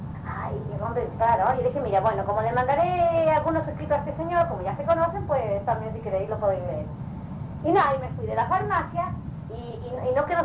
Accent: Balearic Islands, Spain; yo vengo de Mallorca, de una isla, de España, y ya me voy en 2 días más

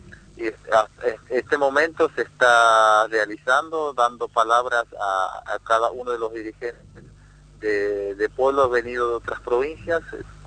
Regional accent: Formosa, Argentina; Y también estamos nosotros los que somos de acá, de Formosa

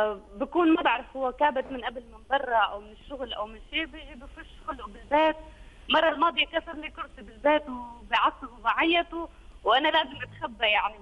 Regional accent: Syria; انا اول شيء بدي اقول لك انا سوريه

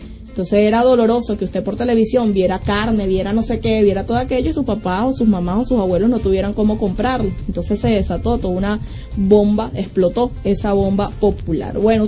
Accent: Venezuela; gente como nosotros, que nos conocemos, que somos venezolanos, que nos entendemos además

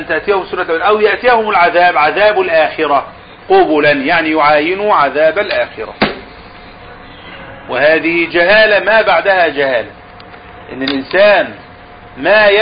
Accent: Egypt; وحصلت الزلزلة اللي حصلت من كام سنة ديت عندنا في مصر

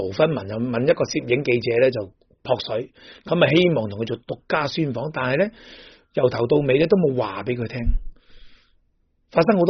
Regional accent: Hong Kong; 即系我哋香港人亦叫做金枝玉叶。

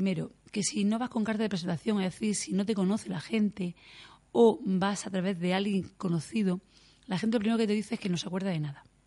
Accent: Roquetas de Mar, Andalusia, Spain; Y como soy del Poniente, soy de Roquetas, pues me dediqué al Poniente.

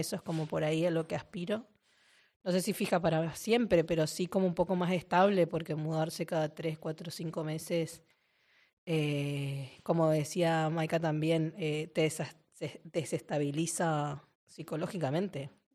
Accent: Argentina; now in Barcelona, Spain; yo vengo de Argentina y en Argentina por lo menos tenés la posibilidad de alquilar dos años

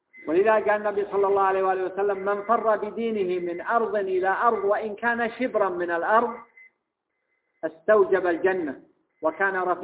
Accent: Mecca, Makkah Province, Saudi Arabia; يعني المثال الآن اللي موجود مثلا عندنا في مكة

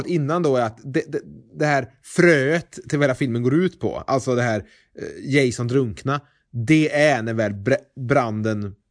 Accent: Trollhättan, Västra Götaland County, Sweden; Och jag är från Trollhättan.

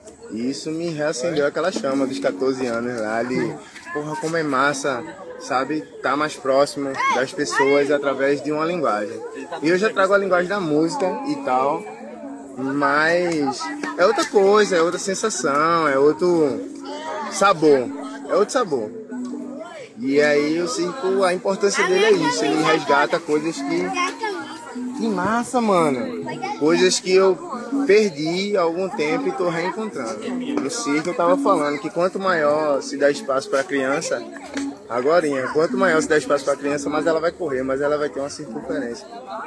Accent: São Lourenço, Brazil; eu vim resgatando coisas que eu deixei da época da minha adolescência, de infância, lá em São Lourenço e tal.

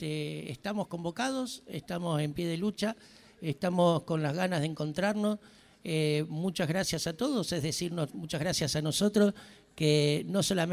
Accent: Argentina; nosotros como argentinos y argentinas estamos involucrados en esto

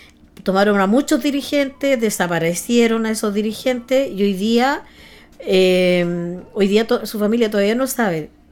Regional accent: Concepción, Biobío, Chile; Soy de Chile. Soy chilena, soy de Concepción, de Pedro del Río.

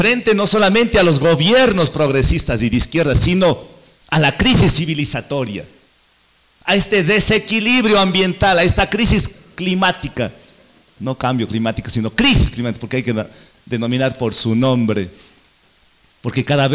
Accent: Cuenca, Azuay, Ecuador; más frío que aquí en el Pasto, donde mi tierra en Cuenca

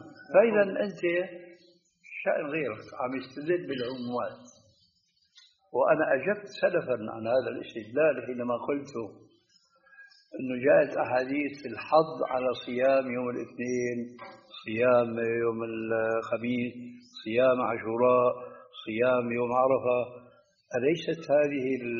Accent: Syria; كما يقولون عندنا في الشام بدنا نصطح

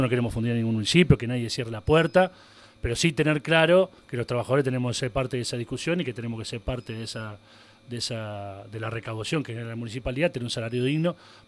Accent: Rosario, Santa Fe, Argentina; porque vengo de Rosario, he vivido allá y ahora vivo por estos pagos.

